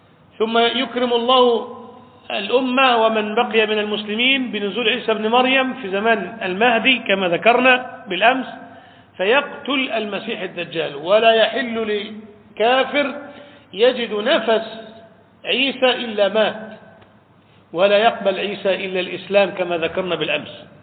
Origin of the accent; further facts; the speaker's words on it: Egypt; عندنا في مصر في سيناء